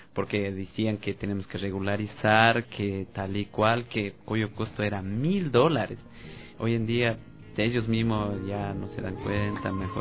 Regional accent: Ecuador; quiero solidarizar como ecuatoriano.

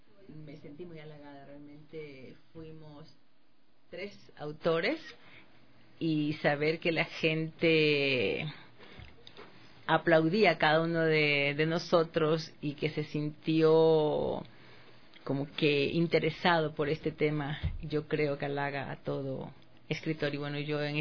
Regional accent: Babahoyo, Los Ríos, Ecuador; born there; yo nací en Babahoyo y siempre veía las casas sobre el río

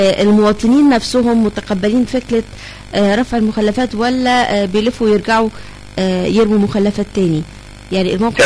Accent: Cairo, Cairo Governorate, Egypt; عندكم كورنيش النيل زي اللي عندنا في القاهرة؟

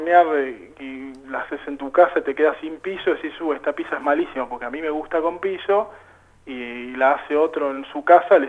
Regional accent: La Plata, Buenos Aires Province, Argentina; Sí, en principio porque soy de La Plata

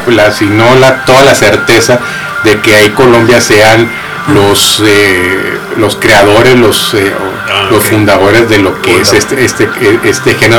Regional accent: Mexico; me cometimos un oso como mexicanos ahí también

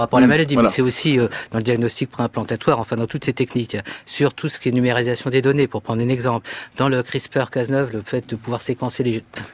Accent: France; Est-ce qu'on a une parole au niveau international à porter en tant que Français

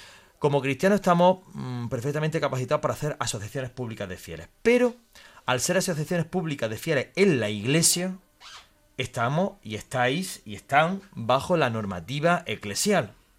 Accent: Jaén, Andalusia, Spain; en Jaén, de donde yo soy, pues la verdad es que tiene mucho arraigo

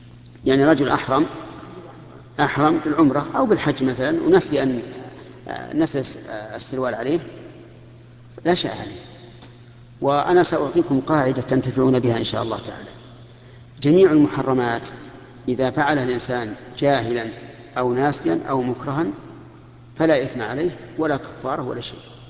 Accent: Saudi Arabia; فمثل هنا عندنا في المملكة العربية السعودية

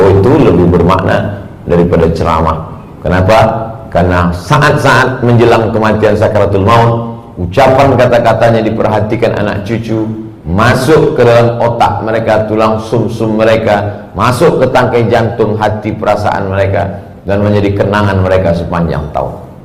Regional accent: Sumatra, Indonesia; Saya dari pulau Sumatera, bapak ibu di pulau Kalimantan. Suku juga berbeda, bahasa juga berbeda.

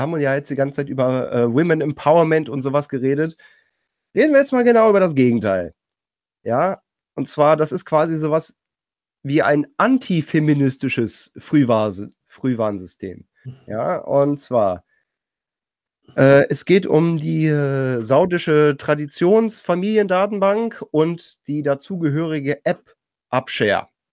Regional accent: Düsseldorf, North Rhine-Westphalia, Germany; Ja, als Düsseldorfer kann ich dazu nur sagen

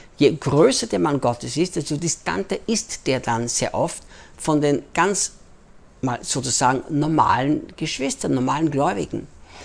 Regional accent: Austria; moved away as an adult; also born or lived in United States; now in Brazil; ich bin Österreicher, in Österreich geboren, Österreich aufgewachsen, lebte dann 10 Jahre in den Vereinigten Staaten, arbeitete bei Morningstar Ministries mit Rick Chonamit und lebe seit 8 Jahren jetzt, fast 9 Jahren schon hier in Brasilien

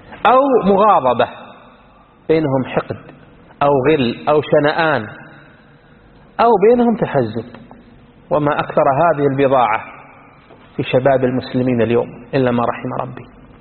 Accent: Iraq; يسمونه السودانيين عندنا بالعراق

